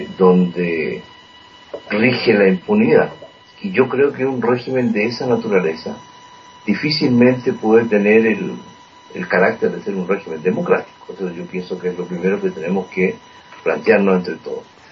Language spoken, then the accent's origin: Spanish; Chile; nosotros como chilenos vivimos esa experiencia muy dura, muy fuerte